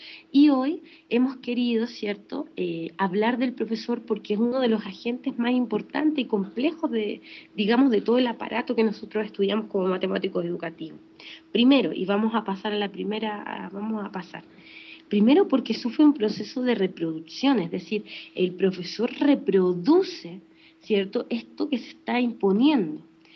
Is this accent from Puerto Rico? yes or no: no; Chile; bueno, yo soy chilena y eso es muy importante contextualizarlo